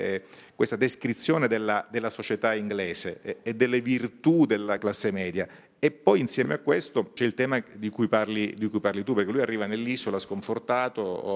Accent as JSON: {"language": "Italian", "town": "Syracuse", "region": "Sicily", "country": "Italy", "tie": "born or raised there", "said": "noi abbiamo due tipi di siciliani, i siciliani di mare e quelli dell'interno. Sono un siciliano che è vissuto sul mare, la mia città è Siracusa, è una città che sta sul mare"}